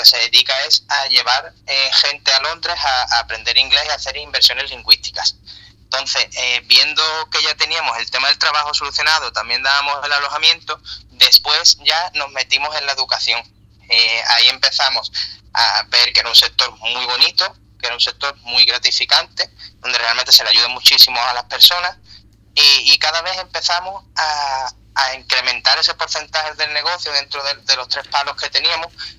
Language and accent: Spanish; Andalusia, Spain; y tenemos otra en Jerez, porque nosotros somos gaditanos los dos.